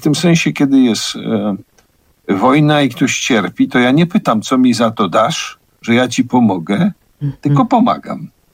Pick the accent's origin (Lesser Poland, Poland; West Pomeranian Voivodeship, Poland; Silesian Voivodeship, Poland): Lesser Poland, Poland; Kraków; My jesteśmy z Krakowa, to jest miasto zbudowane trochę na melancholii